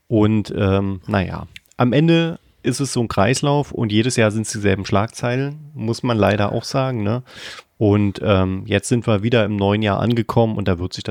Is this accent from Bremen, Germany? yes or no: no; Berlin, Germany; als Berliner